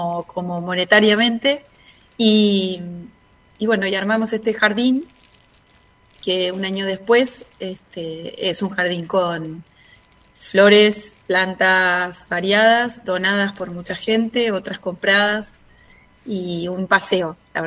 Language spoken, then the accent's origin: Spanish; Núñez, Buenos Aires, Argentina; En realidad somos de Núñez, porque Saavedra es un poquito más vecinos.